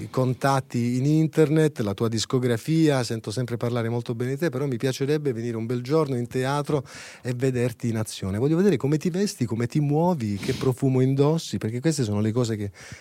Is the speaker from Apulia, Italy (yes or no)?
yes; Apulia, Italy; Io sai che sono pugliese, quindi ogni tanto devo fare un pieno, perché sennò il DNA perde quelle sue peculiarità importanti